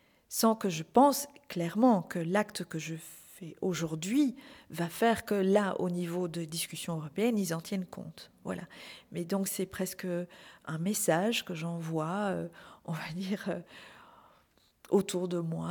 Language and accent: French; Belgium; puisque je suis belge